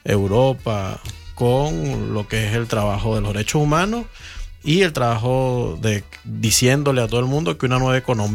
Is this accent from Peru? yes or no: no; Venezuela; now in Argentina; vengo de la República Bolivariana de Venezuela. Estoy pues por acá, por el sur del continente, viviendo ahora en Argentina.